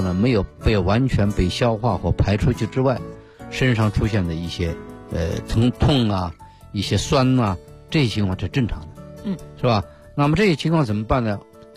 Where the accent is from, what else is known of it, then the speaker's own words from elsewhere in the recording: China; 但是我们中国人有一个习惯啊，我们中国人特别不愿意做两件事儿